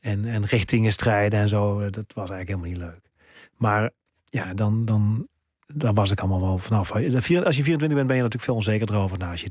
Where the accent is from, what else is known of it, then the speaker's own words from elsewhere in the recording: North Brabant, Netherlands; moved away; Want ik kwam ook nog uit Brabant. Nou, dat hoor je ook aan me. Nee, ik heb geen harde G.